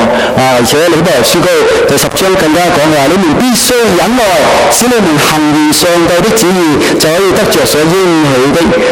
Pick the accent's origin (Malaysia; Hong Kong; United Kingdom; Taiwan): Hong Kong; now in Canada; 提醒我哋香港人，提醒埋我哋加拿大人，提醒埋我哋基督徒啊